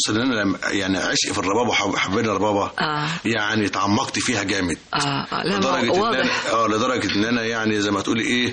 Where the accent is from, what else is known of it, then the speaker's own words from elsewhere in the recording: Egypt; born there; انا مولود هنا في مصر. اساسا ابويا من الصعيد